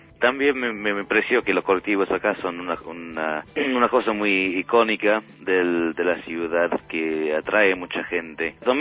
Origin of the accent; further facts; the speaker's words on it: Manchester, North West England, United Kingdom; also born or lived in Sheffield; now in Argentina; Nací en Sheffield y me crié en el sur de Manchester.